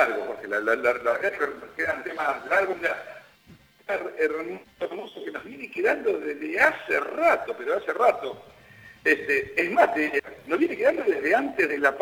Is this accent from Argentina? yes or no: yes; Argentina; lo que nosotros, como argentinos, en función de cuidar nuestro bolsillo